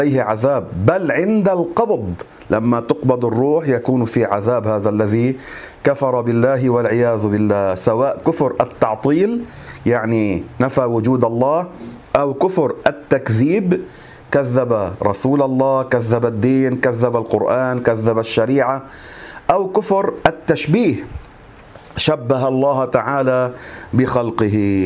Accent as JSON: {"language": "Arabic", "country": "Lebanon", "said": "عندنا في لبنان البعض يقول هذه العبارة،"}